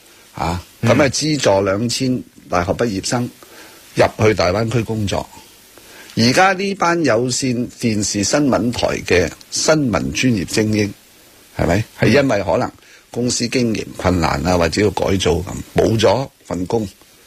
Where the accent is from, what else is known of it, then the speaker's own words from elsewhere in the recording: Hong Kong; 始终我哋香港嘅特首 ，OK， 你中唔中意都好，佢系代表我哋香港人